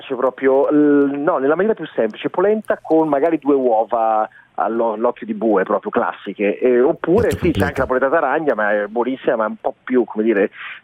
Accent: Bergamo, Lombardy, Italy; Cioè, sì, oggi nella fattispecie sono bergamasco, assolutamente sì.

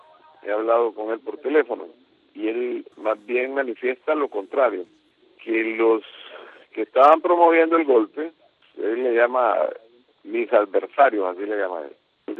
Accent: Honduras; No puedo renunciar al hecho de ser hondureño

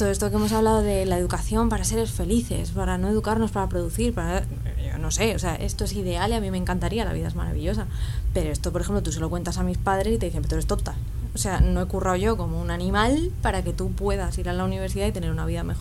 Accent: Rivas-Vaciamadrid, Community of Madrid, Spain; O sea, yo soy de Rivas.

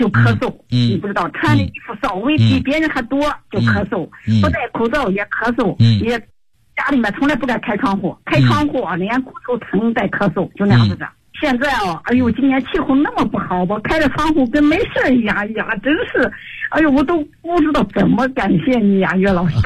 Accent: Xinjiang, China; 我是新疆农七师的。我生于52年，是5月1日生的。

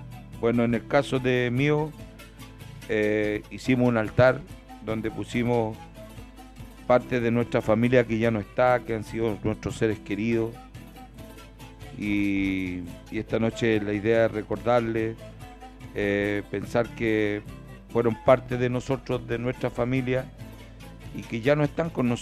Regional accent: Puente Alto, Santiago Metropolitan, Chile; born there; Yo tuve la oportunidad de ver uno de esos acá en la población donde yo nací

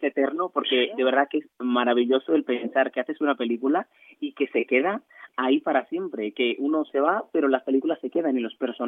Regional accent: Vicente Noble, Barahona, Dominican Republic; yo vengo de un país de la República Dominicana, o sea, vengo de la República Dominicana, vengo de un pueblo del sur que se llama Vicente Noble, del que estoy orgullosísimo.

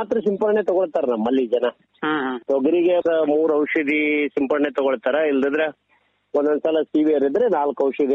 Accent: Sindhanur, Karnataka, India; ಇದು ನಾವು ಸಿಂಧನೂರ್ನ ಈ ಕಡೆ ನಾವು ಪಶ್ಚಿಮ ಭಾಗದವ್ರು ಆಗ್ತವ್ರಿ.

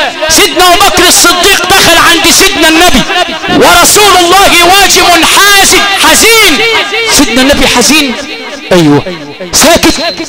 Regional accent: Al Sharqia Governorate, Egypt; لذلك عندنا في الشرقية مثل، يقولوا لنا في الشرقية، مش عارف موجود في صعيد مصر ولا لا

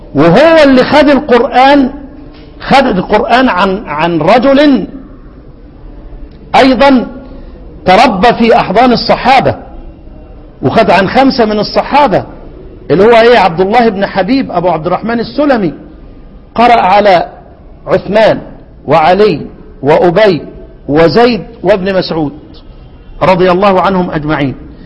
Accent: Egypt; وطبعا انا ساعتها كنت مفكر حلوان اللي عندنا في مصر دي

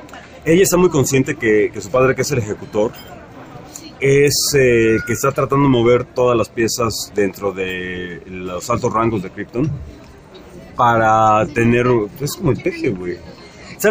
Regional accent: Texcoco, State of Mexico, Mexico; Porque somos de Texcoco.

